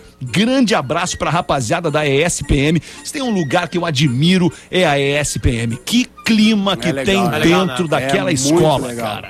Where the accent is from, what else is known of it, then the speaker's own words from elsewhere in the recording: Porto Alegre, Rio Grande do Sul, Brazil; sou de Porto Alegre e tô vendendo o capacete da minha namorada.